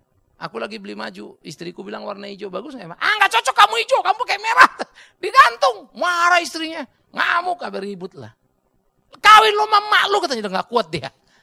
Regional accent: Sumatra, Indonesia; Saya orang dari Sumatera, saudara.

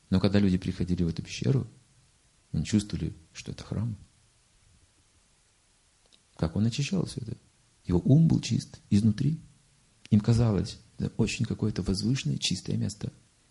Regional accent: Russia; А что же было там? Я же, кажется, из России. Ну да.

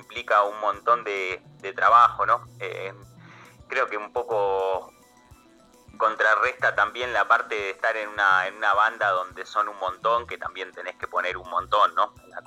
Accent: El Palomar, Buenos Aires Province, Argentina; yo vengo del Palomar, en partido de 3 de febrero, de provincia de Buenos Aires.

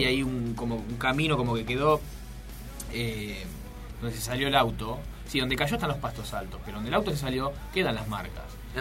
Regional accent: Argentina; Ahora, ¿viste cómo somos los argentinos?

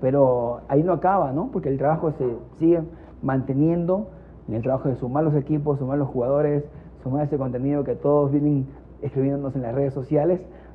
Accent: Ecuador; yo como ecuatoriano te digo, no estamos pasando económicamente por el mejor momento.

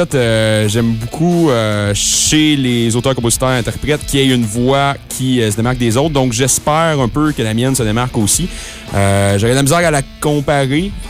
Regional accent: Quebec, Canada; j'étais dans plusieurs groupes dans ma région natale, la Beauce.

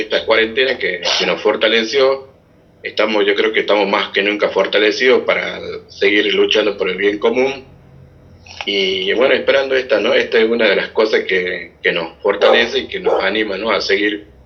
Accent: Caimancito, Jujuy, Argentina; Es importante, soy de Caimancito.

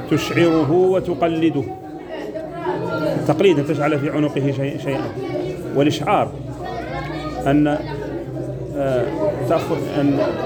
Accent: Mauritania; هو لمن ونحن موريتاني

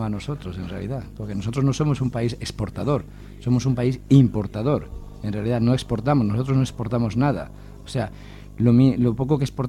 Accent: Bolivia; No, lo que queréis hacer es invertir en mi país, pero para llevarlo vosotros.

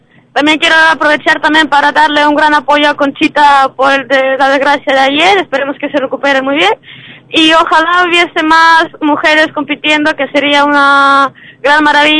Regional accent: Ukraine; now in Andalusia, Spain; Yo soy de Ucrania, lo que pasa que ya casi andaluza, ya vivo acá.

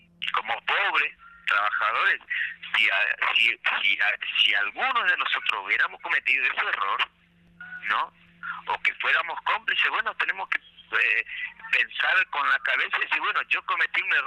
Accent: Misiones, Argentina; porque somos argentinos. Somos misioneros, pero somos argentinos

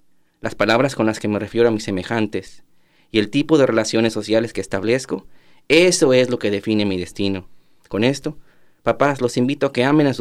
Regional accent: Mexico; Recuerdo cómo en mi niñez y juventud en México, yo tenía constantes deseos de suicidio

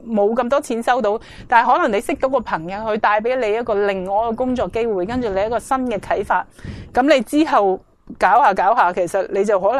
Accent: China; 而好多时候我哋中国人咧，尤其都会有呢个谂法。

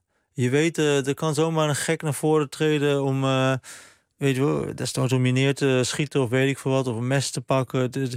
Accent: Turkey; ik ben zelf een Turk

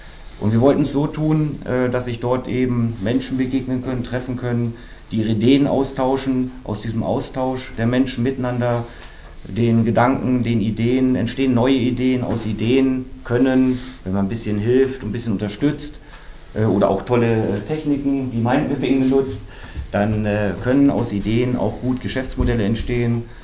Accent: Wolfsburg, Lower Saxony, Germany; now in Berlin, Germany; Ne, von Wolfsburg, sozusagen von Hauptstadt zu Hauptstadt. Ich komme aus der Hauptstadt von Volkswagen. Bin jetzt hier in der deutschen Hauptstadt angekommen.

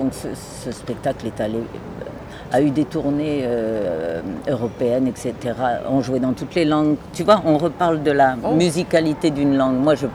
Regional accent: Lyon, Auvergne-Rhône-Alpes, France; also born or lived in Ardèche; Moi, je suis née en Auvergne, hein, ça mais j'ai vraiment passé mon enfance entre l'Ardèche et Lyon.

